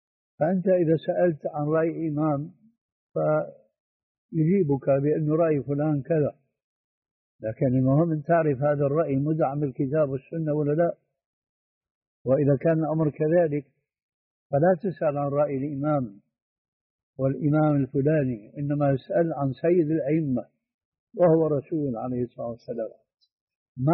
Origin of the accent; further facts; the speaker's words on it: Syria; وهو يجعلها كما يقول العامة عندنا في سوريا